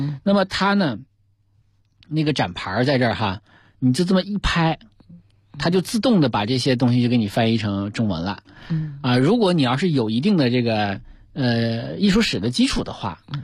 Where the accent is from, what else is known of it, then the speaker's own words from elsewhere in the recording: Northeast China, China; born there; 那你俄语这个东西咱更不懂了啊，你别看我生在东北，但是我不懂。